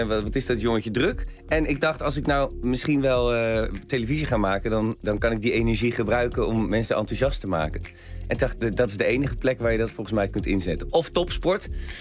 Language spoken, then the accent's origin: Dutch; Rotterdam, South Holland, Netherlands; born there; Ik ben voor Feyenoord, omdat ik in Rotterdam geboren ben.